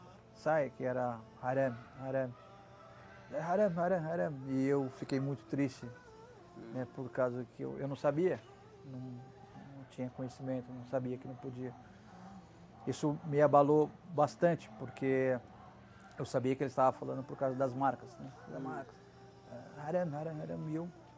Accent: Brazil; E eu falei, sou brasileiro.

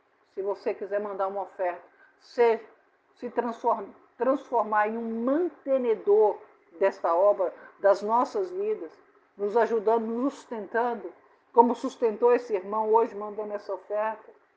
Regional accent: Minas Gerais, Brazil; Sou mineira, né? Mineira adora queijo.

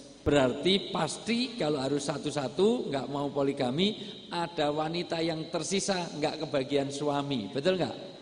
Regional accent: Java, Indonesia; Karena saya asli orang Jawa, di dalam tradisi orang Jawa, orang tua disebut sepuh.

